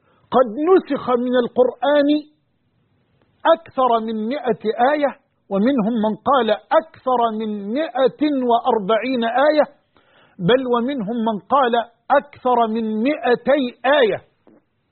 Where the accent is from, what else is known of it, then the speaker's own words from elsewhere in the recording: Egypt; وعن بلدنا مصر وجميع بلاد